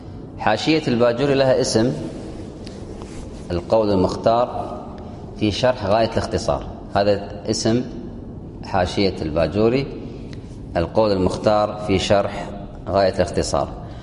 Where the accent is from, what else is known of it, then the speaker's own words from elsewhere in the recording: Kuwait; وأظن في المعهد الديني عندنا في الكويت يدرس الفقه